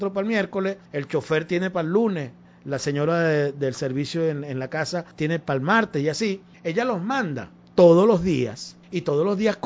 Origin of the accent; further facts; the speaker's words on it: Venezuela; como venezolanos, pues, para todas las venezolanas y venezolanos, que nuestro país sea reconocido